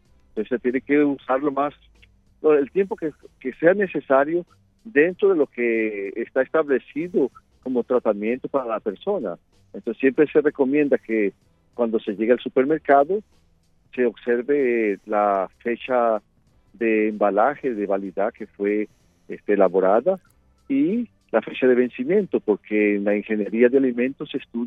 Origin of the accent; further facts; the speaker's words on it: Venezuela; now in Brazil; yo soy venezolano, mantengo 31 años en el Brasil